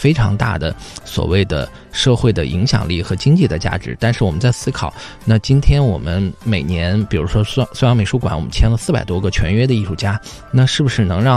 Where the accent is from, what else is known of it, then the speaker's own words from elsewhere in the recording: Xinjiang, China; moved away as an adult; 比如说我很小的时候在新疆